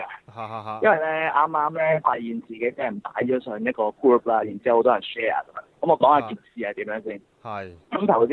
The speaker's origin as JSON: {"language": "Cantonese", "country": "Hong Kong", "said": "我就話我哋香港人係從來都冇贏過嘅。"}